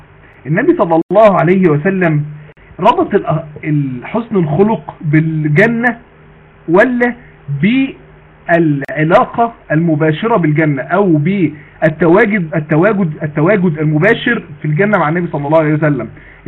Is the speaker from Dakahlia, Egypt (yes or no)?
yes; Mansoura, Dakahlia, Egypt; عندنا في المنصورة،